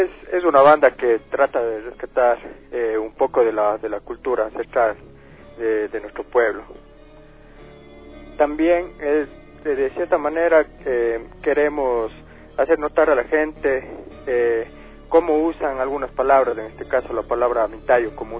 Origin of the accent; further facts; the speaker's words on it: Ecuador; buscábamos un nombre que nos dé identidad como pueblo, identidad como ecuatorianos